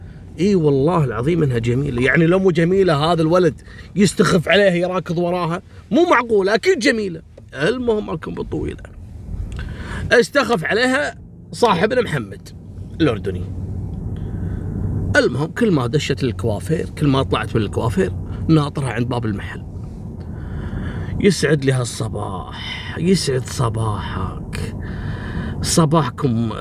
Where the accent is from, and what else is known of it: Kuwait